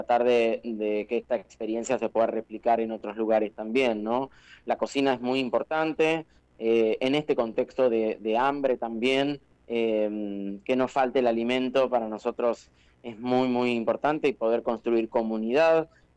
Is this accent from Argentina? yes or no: yes; Huatraché, La Pampa, Argentina; also born or lived in Macachín; casi pampeano, sí, mis pueblos y mi adolescencia la he vivido en Huatraché, en Macachín, también he trabajado para empresas en La Pampa, de viajes estudiantiles, así que tengo parte del corazoncito también pampeano